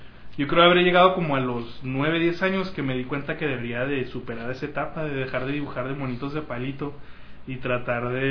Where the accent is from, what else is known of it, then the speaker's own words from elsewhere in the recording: Mexico; Y uno como mexicano, como lector de cómics mexicano, está acostumbrado a leer cómics en colores